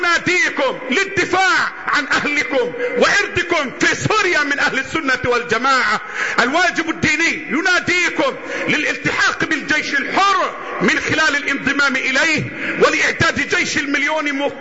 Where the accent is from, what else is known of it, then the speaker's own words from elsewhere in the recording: Egypt; بلدنا مصر